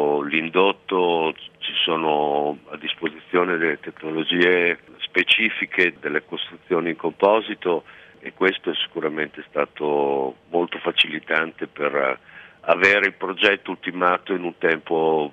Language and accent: Italian; Ravenna, Emilia-Romagna, Italy; io sono originario di Ravenna